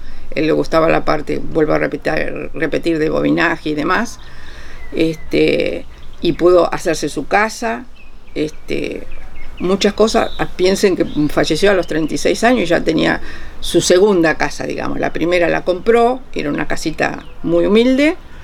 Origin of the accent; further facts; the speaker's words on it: Punta Alta, Buenos Aires Province, Argentina; also born or lived in Tandil; Luego falleció mi papá, y como la familia de mi madre estaba toda en Punta Alta, nos fuimos a otra ciudad que se llama Punta Alta.